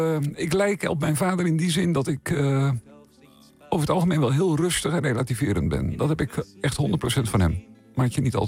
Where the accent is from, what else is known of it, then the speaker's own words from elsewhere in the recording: Meerkerk, Utrecht, Netherlands; ik ben opgegroeid in Meerkerk. Hè, ook in de huidige gemeente Vijfheerenlanden. En dat is een hele groene gemeente. En wij wonen ook eerst ook wel redelijk buiten, later iets meer in het dorp zelf. En nu woon ik ook echt wel buiten.